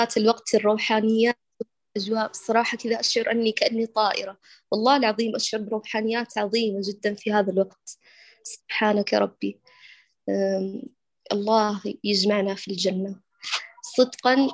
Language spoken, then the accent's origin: Arabic; Mecca, Makkah Province, Saudi Arabia; born there; والله اشتقت لمكة، هي مسقط رأسي والمكان الذي ولدت فيه، ولكن حاليا أنا في الجنوب بين أبها وخميس مشيب